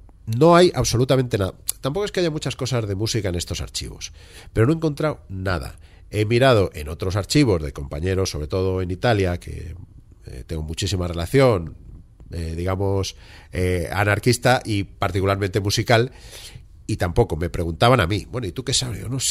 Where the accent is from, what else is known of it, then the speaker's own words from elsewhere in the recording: Valencian Community, Spain; somos valencianos y en pueblos como el mío de 500 habitantes tenemos una banda de música